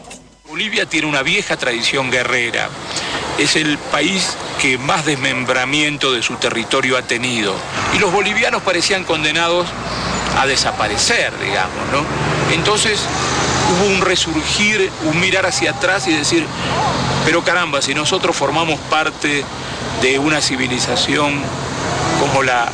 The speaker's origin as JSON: {"language": "Spanish", "country": "Argentina", "said": "soy argentino, mi padre es libanés, tengo 55 años"}